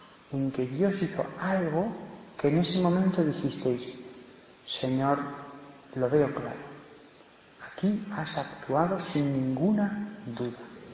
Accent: Barbastro, Aragon, Spain; en Barbastro, de donde soy

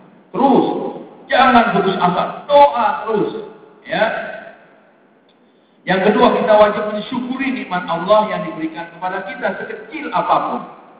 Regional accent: Jakarta, Indonesia; Nah, ini saya orang Betawi ini gampang banget gitu.

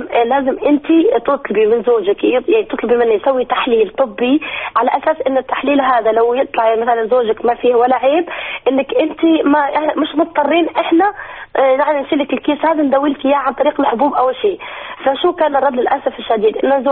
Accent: Tunisia; أنا منتقبة في تونس، أنا أصلا تونسية.

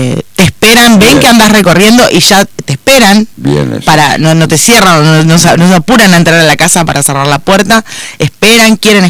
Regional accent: Concordia, Entre Ríos, Argentina; hablando con los vecinos, que somos de Concordia.

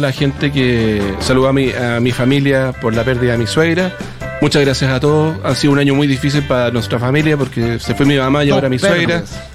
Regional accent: Temuco, Araucanía, Chile; Perdóname, soy de Temuco. Mi sangre lo lleva.

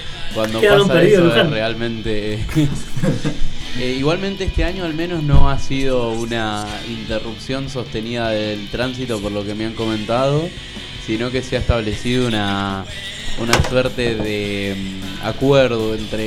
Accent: Paso del Rey, Buenos Aires Province, Argentina; Y yo soy de Paso del Rey.

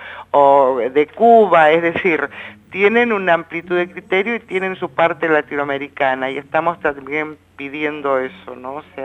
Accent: Argentina; estamos también permitiendo que se nos viole a nosotros como argentinos nuestros derechos constitucionales

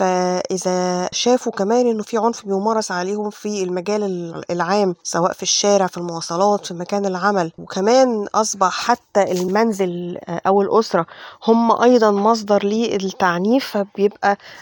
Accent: Egypt; لأنه إحنا كل اللي عندنا في مصر تقريبا حوالي 9 مراكز استضافة معنفات

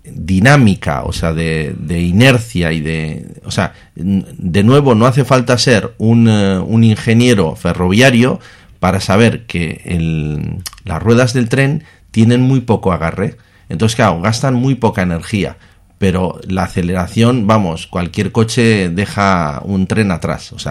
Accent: Bilbao, Basque Country, Spain; O sea, soy de Bilbao de toda la vida.

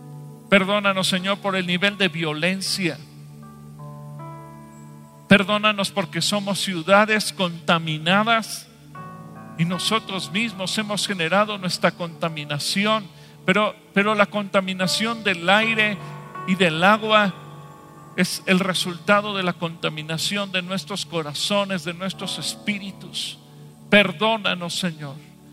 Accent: Mexico; Y como mexicanos te pedimos perdón por nuestros pecados.

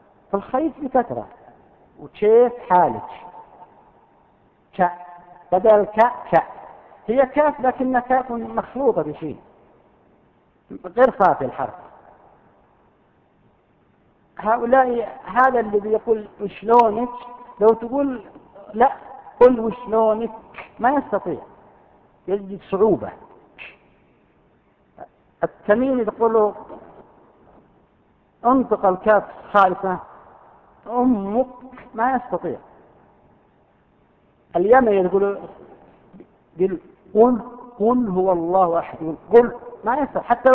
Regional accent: Al-Qassim, Saudi Arabia

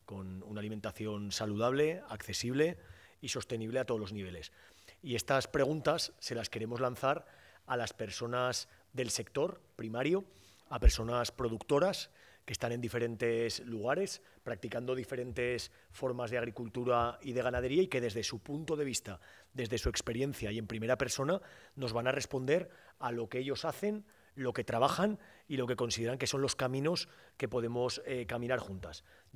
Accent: Nuez de Ebro, Aragon, Spain; vengo de un pequeño pueblo que se llama Nuez de Ebro, aquí en Zaragoza.

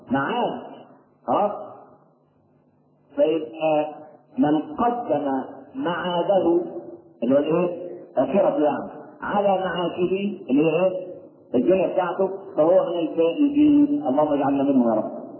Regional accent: Egypt; لكن إحنا كمصريين معتبرين العيش هو ده اللي هو.

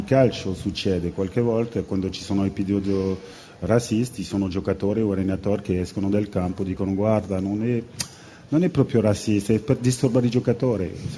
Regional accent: Guadeloupe, France; born there; Italian is a second language; also born or lived in Paris / Italy / Spain; io sono francese, io mi sento veramente un uomo del mondo, perché sono nato in Guadalupe, Caraibi, ho avuto la fortuna di venire a Parigi, o sono venuto anche a vivere in Italia, in Spagna, ho girato un po' il mondo

